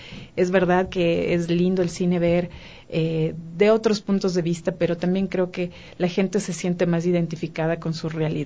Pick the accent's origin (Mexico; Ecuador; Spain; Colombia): Ecuador; Y nosotros decíamos, no, somos ecuatorianos.